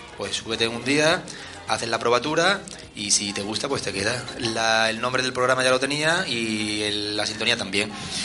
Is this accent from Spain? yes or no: yes; Yecla, Region of Murcia, Spain; desde cuando vivía en Yecla, yo soy de Yecla, Murcia.